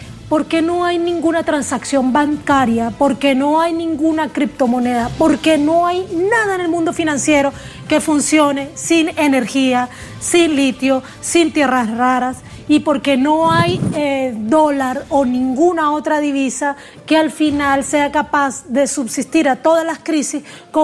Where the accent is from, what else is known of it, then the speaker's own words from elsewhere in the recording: Colombia; also born or lived in Venezuela; tú sabes que soy colombo venezolana.